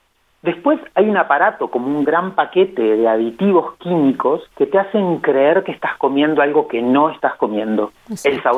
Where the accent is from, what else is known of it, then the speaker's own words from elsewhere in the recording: Santa Rosa, La Pampa, Argentina; Yo soy de Santa Rosa también